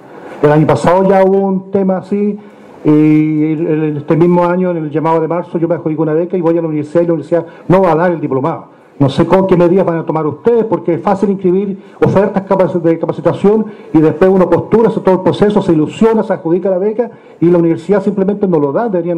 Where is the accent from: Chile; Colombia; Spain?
Chile; Villarrica, Araucanía; soy de Villarrica. Allá en nuestra región tuvimos el siguiente problema